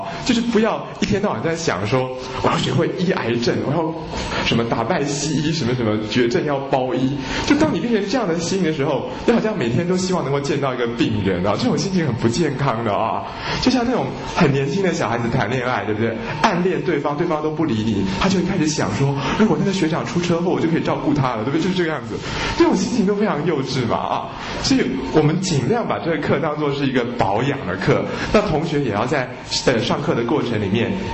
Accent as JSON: {"language": "Chinese", "country": "China", "said": "我们中国人的正史是没有记载张仲景这个人的。"}